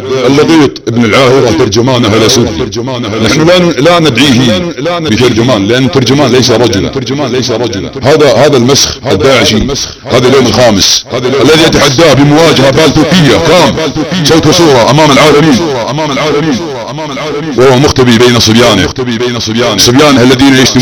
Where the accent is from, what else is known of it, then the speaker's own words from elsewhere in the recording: Saudi Arabia; وسنرى من يرغم انت من نحن سعوديين